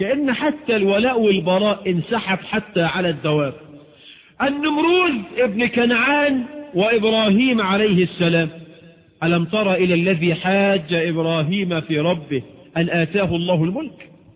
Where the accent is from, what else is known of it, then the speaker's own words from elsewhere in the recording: Egypt; وبعض الشواذ عندنا في مصر في مؤتمر السكان